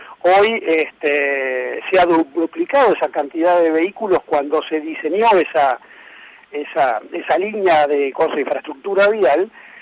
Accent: Argentina; lo que nosotros conocemos como argentinos

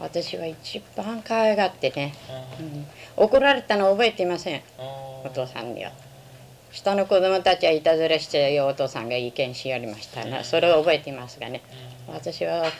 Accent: Hiroshima, Japan; 広島県です。

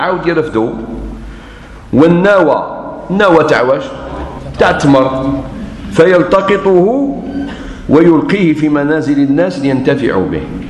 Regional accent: Algeria; احنا عندنا في الجزائر شيء ما شفتوش في بلدان واحدة أخرى

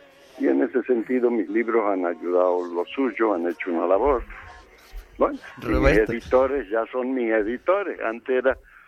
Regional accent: Salta, Argentina; la tonada, como decimos allí, en el sentido de que no la he querido corregir, ¿no? Me he mantenido salteño toda la vida y la gente ya me conoce sabiendo que soy argentino

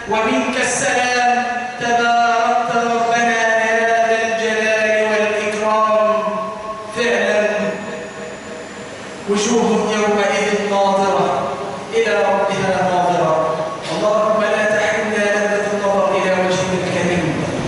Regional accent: Egypt; اللهم اجعل بلادنا مصر أمنا أمانا، سخاء رخاء

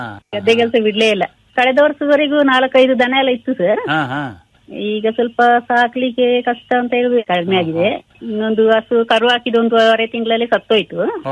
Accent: Bishettigeri, Karnataka, India; Bishettigeri village ಕೊಂಗಣ ಗ್ರಾಮದಲ್ಲಿ sir.

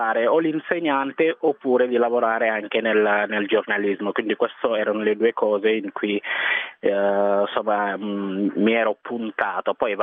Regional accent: Senegal; moved away as an adult; now in Italy; sono nato e cresciuto in Senegal fino all'età di 19 anni, quindi a 19 anni sono venuto qui in Italia.

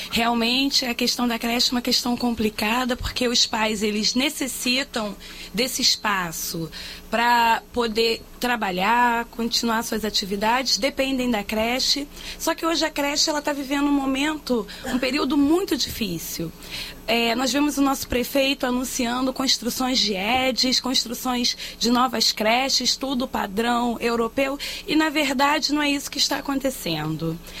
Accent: Rio de Janeiro, Brazil; Eu sou da Zona Oeste.

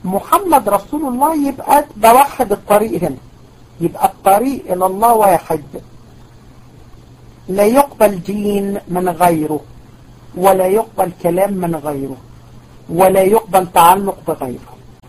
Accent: Egypt; واحنا كمان كمصريين متفائلين جدا ومتربيين على التفاؤل

